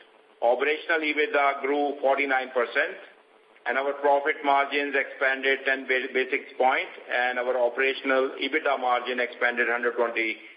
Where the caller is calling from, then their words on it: Bangalore, Karnataka, India; I'm calling you from Bangalore